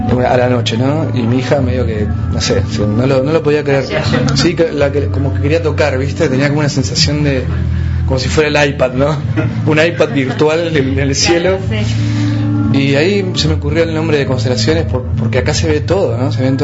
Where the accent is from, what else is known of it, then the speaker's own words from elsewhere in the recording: Patagonia, Argentina; Llegar desde este lugar, aparte desde la independencia, la autogestión, siendo patagónico, fue todo como un suceso muy especial.